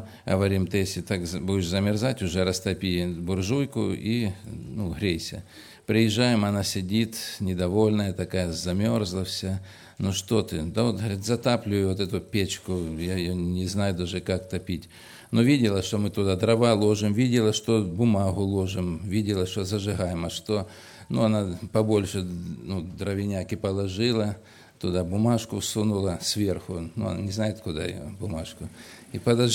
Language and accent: Russian; Kurganinsk, Krasnodar Krai, Russia; moved away as an adult; now in Georgia; я тоже переселенец из Краснодарского края, в Грузии живу 16 лет, из Курганинска, с семьей мы переселились, и так вот живем уже, ну так, 16 лет